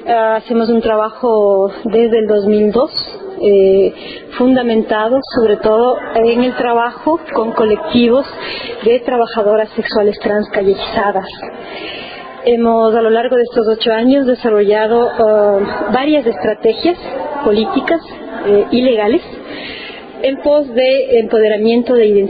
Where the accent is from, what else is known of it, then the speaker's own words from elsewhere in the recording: Ecuador; soy ecuatoriana